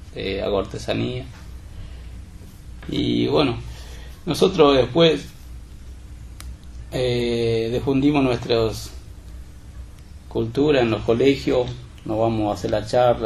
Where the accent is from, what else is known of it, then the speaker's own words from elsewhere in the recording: Chaco, Argentina; now in Buenos Aires, Argentina; yo salí en el 94, salí en la provincia del Chaco, pero en busca de trabajo, o para bien para mí, o si lo puedo alcanzar a mi viejo, bien para mi viejo. Y vine acá en Buenos Aires